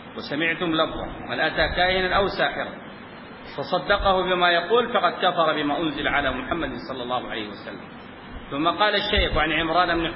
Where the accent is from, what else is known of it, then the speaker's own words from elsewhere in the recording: Sudan; زي ما عندنا في السودان يقول شوف لي الخيرة